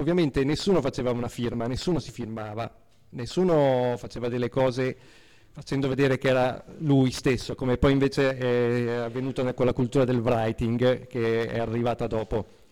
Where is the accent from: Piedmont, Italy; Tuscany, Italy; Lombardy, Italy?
Lombardy, Italy; Milan; quelli che facevo all'inizio, nei centri sociali, a Milano, sono di Milano, e in un periodo che ancora graffiti non se n'erano, io addirittura mi ricordo la città di Milano pulita